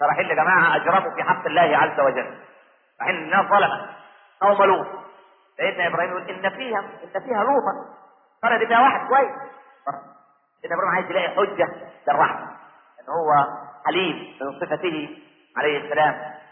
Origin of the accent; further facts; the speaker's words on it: Egypt; عشان احنا ما كناش كمصريين نتقي الله في دولتنا